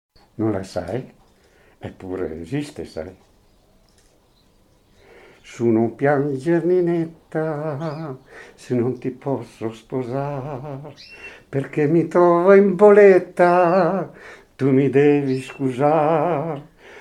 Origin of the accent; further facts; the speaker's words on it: Volano, Trentino-Alto Adige, Italy; also born or lived in Switzerland; sono 20 anni che sono venuto dalla Svizzera con mia moglie. Perché amo il mio paese, Volano è il mio paese nativo, Caliano è il mio paese mio